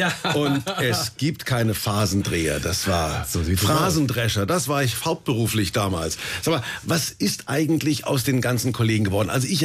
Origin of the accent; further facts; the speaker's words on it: Kulmbach, Bavaria, Germany; Ich bin in Kulmbach groß geworden, da in der Provinz zwischen Bamberg und Bayreuth.